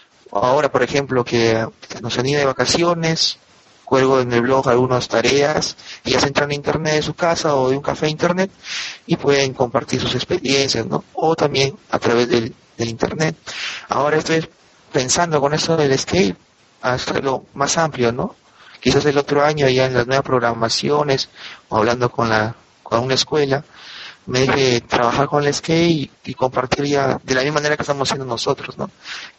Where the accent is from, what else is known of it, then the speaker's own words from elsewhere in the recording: Peru; soy de Perú y soy profesor de educación secundaria en área de ciencias.